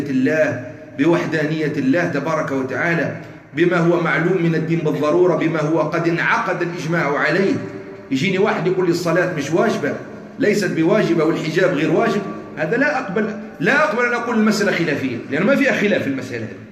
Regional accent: Algeria; المعاصر اللي كان عندنا في الجزائر

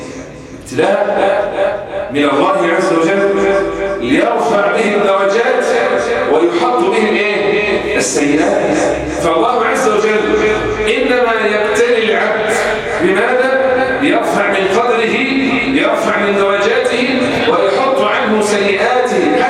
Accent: Egypt; اللهم احفظ بلدنا مصر

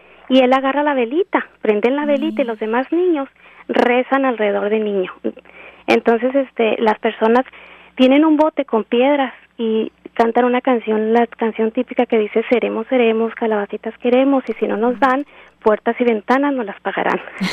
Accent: Chihuahua, Mexico; Yo soy de Chihuahua, de una pequeña ciudad de Chihuahua

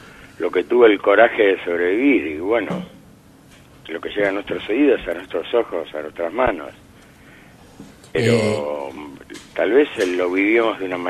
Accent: Buenos Aires, Argentina; Como buen porteño, le meto mano al tango canción.

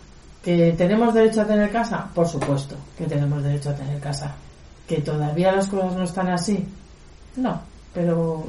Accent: Madrid, Community of Madrid, Spain; yo vengo de Madrid, llevo viviendo aquí casi 2 años

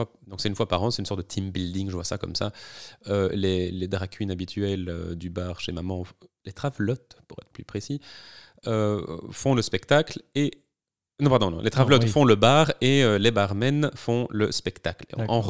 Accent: Liège, Wallonia, Belgium; moved away as an adult; now in Brussels, Belgium; je suis liégeois, j'ai emménagé à Bruxelles dans le cadre de mes études en 2009.

